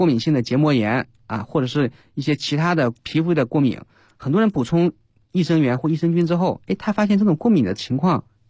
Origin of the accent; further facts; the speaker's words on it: China; 所以我们中国人比较缺而已